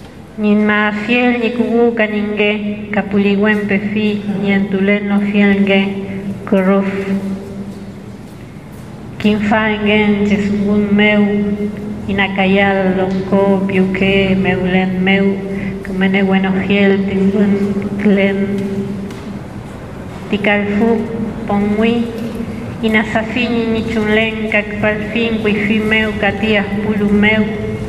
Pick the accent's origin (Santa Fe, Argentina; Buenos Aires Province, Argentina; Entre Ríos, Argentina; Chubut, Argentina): Chubut, Argentina; Comodoro Rivadavia; soy de Comodoro Rivadavia, de la Patagonia, y soy del pueblo mapuche.